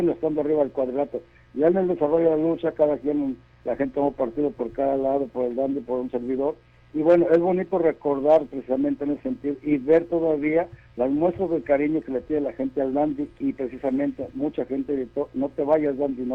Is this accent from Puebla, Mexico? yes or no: no; Guadalajara, Jalisco, Mexico; que luchar en Guadalajara, que es mi tierra